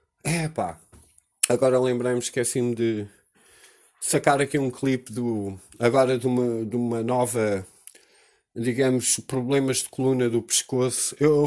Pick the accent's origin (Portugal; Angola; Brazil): Portugal; nós como portugueses